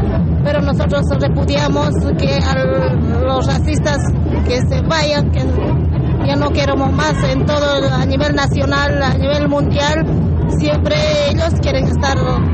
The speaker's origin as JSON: {"language": "Spanish", "region": "Chuquisaca", "country": "Bolivia", "lives_now": "Córdoba, Argentina", "said": "yo soy de Bolivia, departamento de Chuquisaca. Y como boliviana lo siento mucho."}